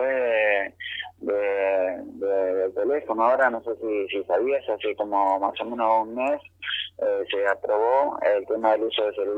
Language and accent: Spanish; Buenos Aires, Argentina; Somos la mayoría del Gran Buenos Aires, en Suárez, La Loma, La Nuz, y estamos acá en un radio de más de 500 kilómetros de nuestro domicilio